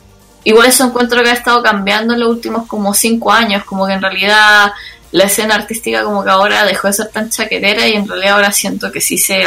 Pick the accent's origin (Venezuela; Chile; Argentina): Chile; en todos los ámbitos como chilenos, como que en realidad ese chaqueteo ocurre por todas partes todo el rato